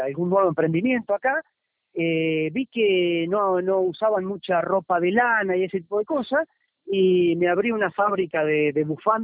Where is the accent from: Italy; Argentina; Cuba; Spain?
Argentina; now in Ecuador; yo soy un emprendedor, soy argentino, soy un ganador nato, entonces me voy a ir a ganar y a recorrer el mundo. Siempre mi idea fue llegar a Estados Unidos